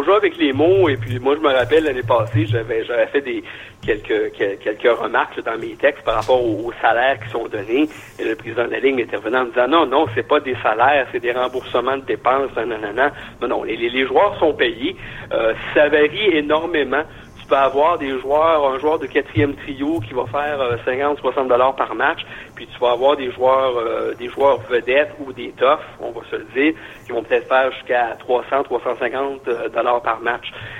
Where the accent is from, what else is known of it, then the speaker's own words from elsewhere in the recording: Granby, Quebec, Canada; Moi, je vais donner l'exemple de mon coin de pays, la région de Granby.